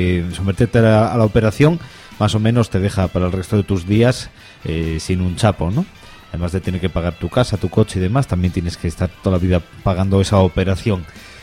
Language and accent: Spanish; Gijón, Asturias, Spain; todos los que crecimos en, sobre todo en Gijón, en los años 90